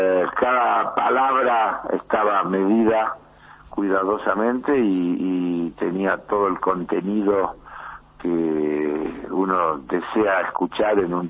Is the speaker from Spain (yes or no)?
no; Argentina; como argentino me sentí bien representado.